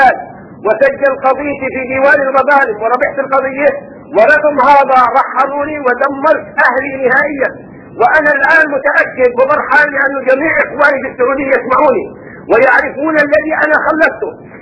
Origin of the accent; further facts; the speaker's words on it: Jordan; أنا من الأردن